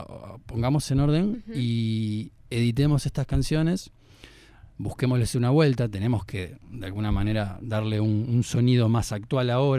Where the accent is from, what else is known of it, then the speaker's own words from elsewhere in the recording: Uruguay; Yo soy de aquí de Uruguay